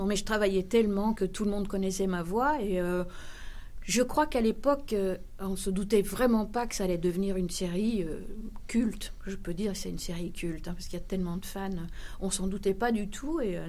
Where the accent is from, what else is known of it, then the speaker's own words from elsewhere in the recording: Belgium; j'ai commencé, et c'était en Belgique, parce que je suis belge, en fait, je ne suis pas française.